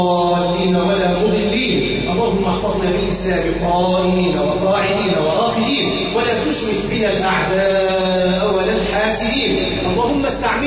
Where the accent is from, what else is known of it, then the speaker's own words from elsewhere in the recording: Egypt; اللهم اجعل بلدنا مصر وسائر بلاد المسلمين أمانًا سخاءً رخاءً مطمئنةً